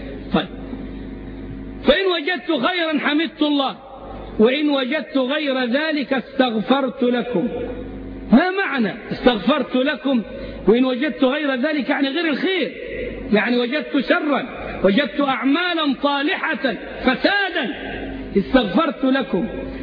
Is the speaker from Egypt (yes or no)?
yes; Egypt; وهو أستاذ لمتطوفة كبار عندنا في مصر